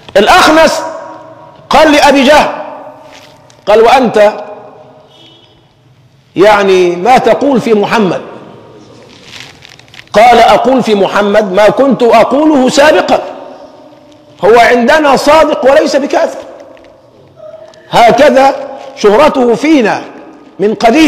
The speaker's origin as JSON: {"language": "Arabic", "country": "Egypt", "said": "عندنا لازمة كمصريين يعني مسكة في اللسان"}